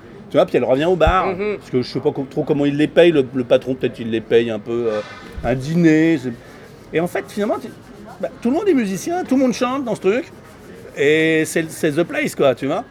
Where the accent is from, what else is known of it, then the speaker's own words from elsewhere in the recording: France; Je suis français.